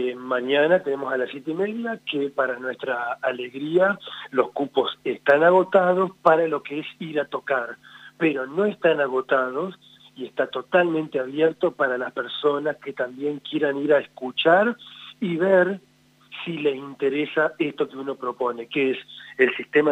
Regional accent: Entre Ríos, Argentina; Yo también tengo otro grupo en Entre Ríos, de donde yo soy oriundo

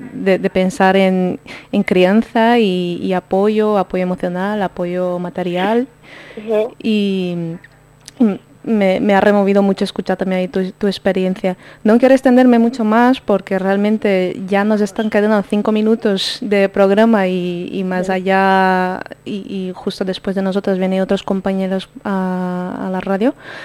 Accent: Brazil; moved away; yo tampoco soy de aquí, soy de Brasil

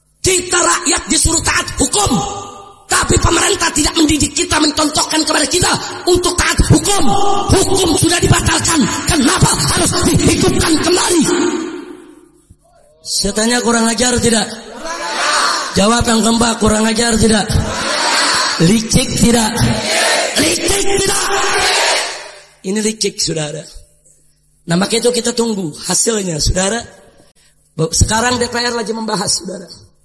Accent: Jakarta, Indonesia; Ya, kita orang Betawi digituin.

